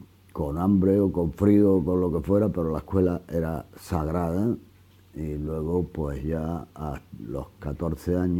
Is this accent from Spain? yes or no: yes; La Herrería, Andalusia, Spain; born there; Nací en La Herrería, una aldea de Fuente Palmera, provincia de Córdoba. En el año 42 me tocó pues crecer en la posguerra, en los años de la hambre.